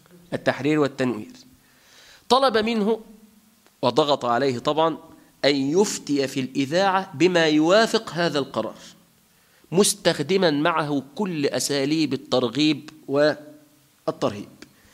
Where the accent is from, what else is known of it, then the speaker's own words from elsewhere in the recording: Tunisia; في بلادنا تونس الخضراء